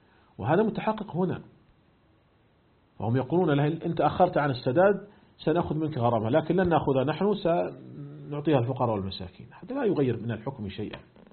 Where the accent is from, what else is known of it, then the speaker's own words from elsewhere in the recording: Saudi Arabia; أيضا هنا عندنا في المملكة العربية السعودية